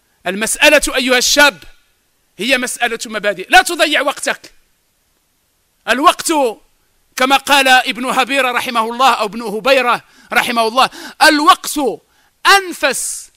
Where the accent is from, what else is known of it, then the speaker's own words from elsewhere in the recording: Morocco; على الأرامل وعلى اليتامى في بلادنا المغرب